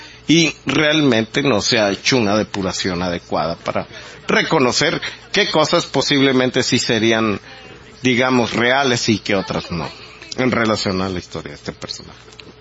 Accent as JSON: {"language": "Spanish", "country": "Mexico", "said": "nos dejarían sin personalidad jurídica como ciudadanos mexicanos"}